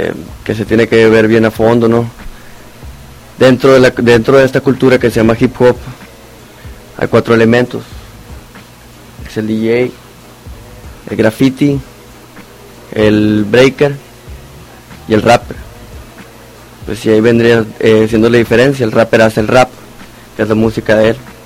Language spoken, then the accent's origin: Spanish; Obregón, Sonora, Mexico; now in Hermosillo, Mexico; Soy de Obregón, Sonora.